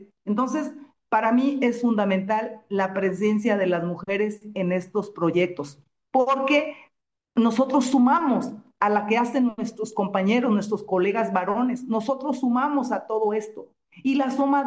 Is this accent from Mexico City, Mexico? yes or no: no; Jalisco, Mexico; moved away as an adult; Yo, como mujer, tengo 37 años en este ámbito en Chiapas. Es un estado ajeno al mío. Yo soy del estado de Jalisco. Me adoptaron en Chiapas hace 37 años.